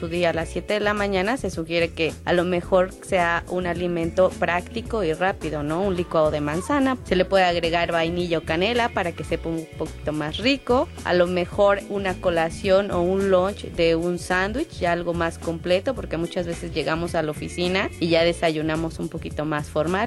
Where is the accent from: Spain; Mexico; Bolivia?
Mexico; nosotros como mexicanos, es una dieta muy abundante.